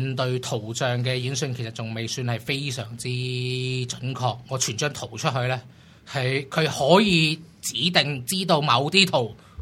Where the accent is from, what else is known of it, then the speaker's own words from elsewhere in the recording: Hong Kong; 因為有啲對我哋香港人嘅